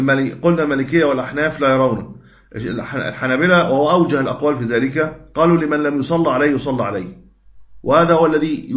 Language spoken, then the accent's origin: Arabic; Egypt; ودي موجودة طبعا عندنا في مصر